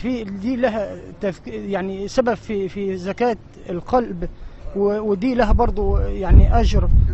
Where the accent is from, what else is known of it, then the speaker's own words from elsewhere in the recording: Beheira, Egypt; من البحيره. من البحيره.